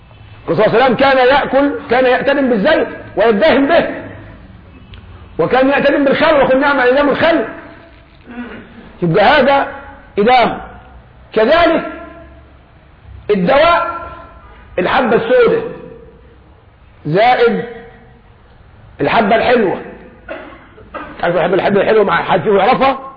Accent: Egypt; نحن كمصريين الخبز على كل مائدة، في الفطار، في الغداء، في العشاء خبز

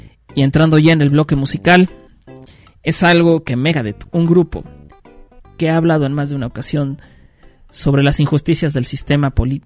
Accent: Mexico; yo como mexicano digo, no nos vayamos tan lejos

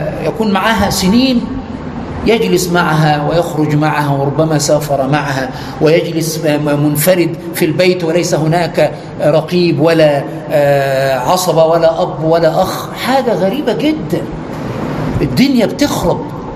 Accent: Egypt; يعني عندنا في مصر يعقدوا خلاص، خد سمة الزواج

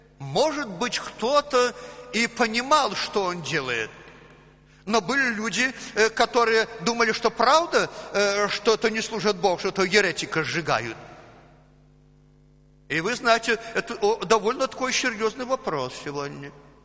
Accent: Belarus; accent: Belarusian; Ну, мы белорусы. Мы белорусы, потом у нас белорусский акцент, и нам простительно, что мы иногда уже привыкли к своему лексикону.

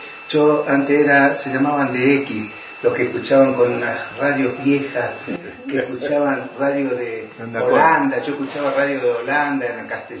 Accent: Rosario, Santa Fe, Argentina; moved away as an adult; now in Bariloche, Argentina; Yo nací en Rosario en el 52 y estuve en Rosario hasta hace 34 años me vine con la que en ese momento era una pareja mía y nos terminamos casando acá y acá nos quedamos.

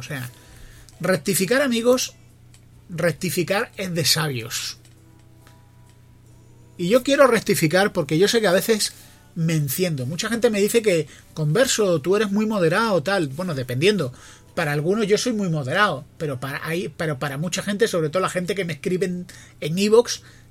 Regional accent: Spain; los catalanes son mis vecinos, mis compatriotas, y como españoles

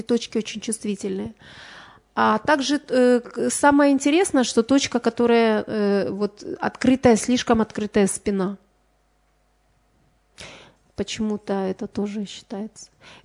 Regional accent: Ukraine; Но вот на Украине, допустим, я родом с Украины

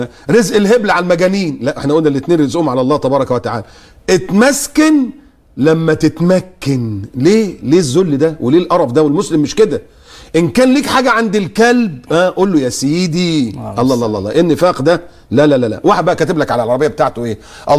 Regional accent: Egypt; هو انا عشان مصر مولود في مصر ابقى بتاع مصر بس؟

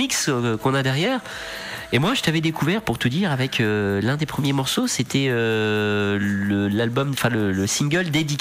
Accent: Orléans, Centre-Val de Loire, France; T'aurais pu faire sur Orléans, on est d'Orléans, nous, mais c'est pas grave.

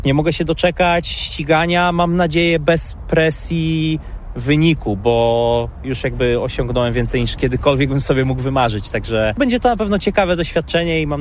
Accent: Słupsk, Pomeranian Voivodeship, Poland; Jestem ze Słupska, wiadomo, to jest sport absolutnie numer jeden.

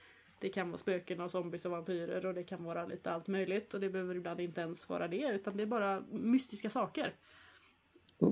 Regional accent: Norrland, Sweden; accent: Norrland; Och så kan man lägga sig till mitt norrländska.

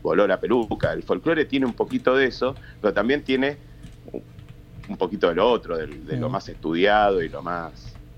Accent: Buenos Aires, Argentina; somos, con mi hermano, hijos de tucumanos, acá en el norte, y hablan distinto, mis viejos siempre hablaron distinto que nosotros somos porteños.

